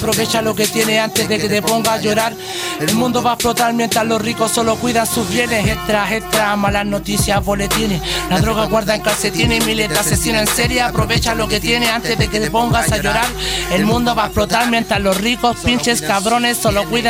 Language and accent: Spanish; Santiago Metropolitan, Chile; igual la Victoria es mi población, pero igual no es el todo para mí